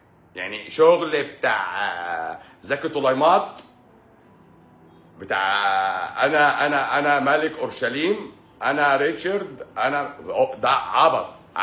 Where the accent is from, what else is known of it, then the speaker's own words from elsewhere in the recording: Egypt; انت ناسي ان احنا المرض بالوراثة عندنا في مصر هنا؟